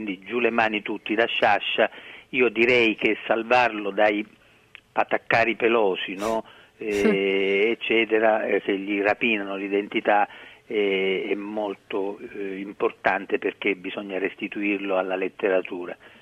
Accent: Sicily, Italy; born there; sono siciliano perché sono nato in Sicilia

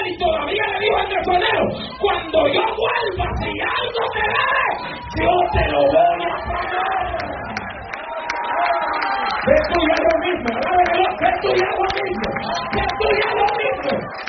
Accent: Honduras; Lempira es un héroe nacional en mi país.

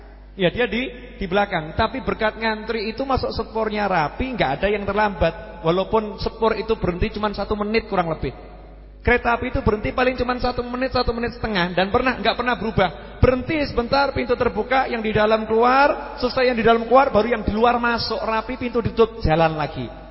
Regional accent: Surakarta, Central Java, Indonesia; born there; Syukur lahir jadi wong Solo. Ya, saya bilang syukur lahir jadi orang Solo, lahir di Indonesia.

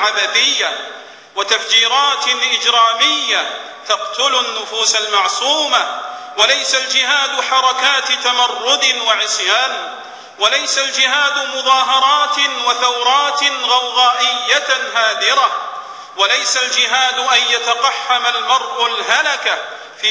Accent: Saudi Arabia; إن بلادنا المملكة العربية السعودية وعلماءنا ومناهجنا وشبابنا براء من تلك الجماعات الإرهابية

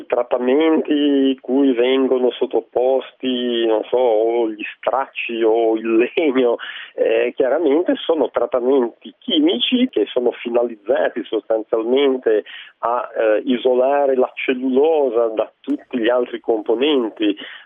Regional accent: Genoa, Liguria, Italy; visto che io sono di Genova.

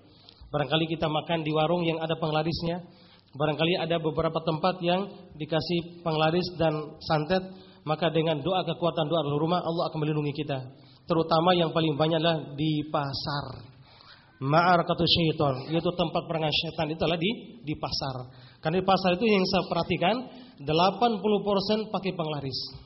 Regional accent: Bima, West Nusa Tenggara, Indonesia; Kalau di daerah saya aslinya Nusa Tenggara Barat dari Bima gitu.

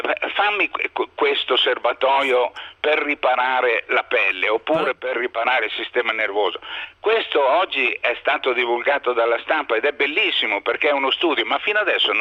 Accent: Tuscany, Italy; Sono toscano e faccio delle definizioni toscaneggianti

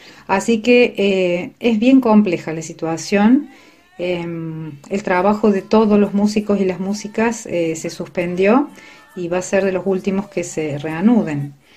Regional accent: Córdoba, Argentina; now in Mendiolaza, Argentina; soy de Córdoba y hace aproximadamente 18 años vivo en Mendiolaza.

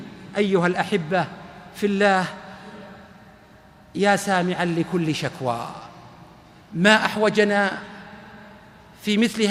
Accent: Ar Rass, Al-Qassim, Saudi Arabia; خرجت اليوم 8:00 من الرس مدينتي، ووصلت لجدة 12:00

